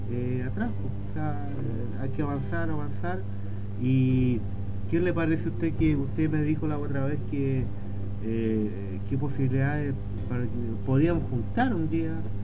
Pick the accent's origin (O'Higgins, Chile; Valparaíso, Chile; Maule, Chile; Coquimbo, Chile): O'Higgins, Chile; San Vicente de Tagua Tagua; born there; yo nací en San Vicente, Tahuatahua, pero estoy muy ligado a Rosario.